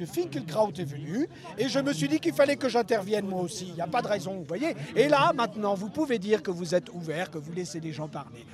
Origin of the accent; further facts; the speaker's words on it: Montreuil, Île-de-France, France; je viens de Montreuil, comme quoi, c'est plutôt...